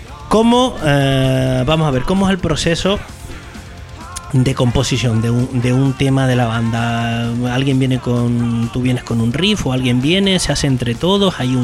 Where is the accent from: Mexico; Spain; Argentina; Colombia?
Spain; San Juan de la Rambla, Canary Islands; porque yo soy de San Juan de la Rambla